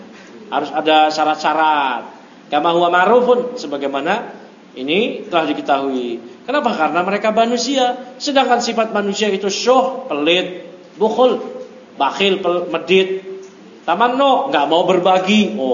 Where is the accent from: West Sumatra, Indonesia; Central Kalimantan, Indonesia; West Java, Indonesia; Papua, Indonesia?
West Java, Indonesia; Bekasi; Alhamdulillah kita di Jabar, di Bekasi. Ya, masya Allah. Kita ini orang Bekasi.